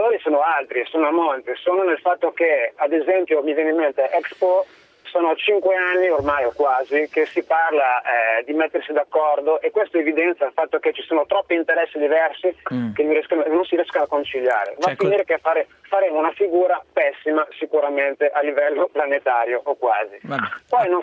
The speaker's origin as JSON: {"language": "Italian", "town": "Milan", "region": "Lombardy", "country": "Italy", "tie": "born or raised there", "said": "Io sono milanese, abito a Milano, nato a Milano, ho 42 anni, sono radicale, dunque lontano dalla cultura cattolica, diciamo, e comunista, sicuramente più liberale."}